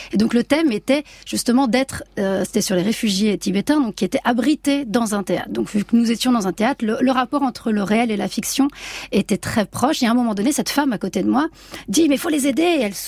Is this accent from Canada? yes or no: no; south of France, France; moi, je viens donc du sud de la France. Enfin, j'ai grandi à partir de mes 11 ans là-bas